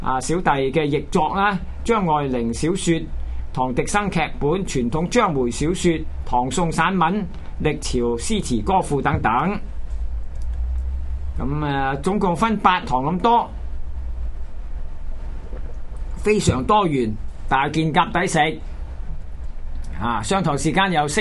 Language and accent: Cantonese; Hong Kong; 因為咧香港咧就係華夏文化最後一站噶啦嚇，即係話我哋香港人保存。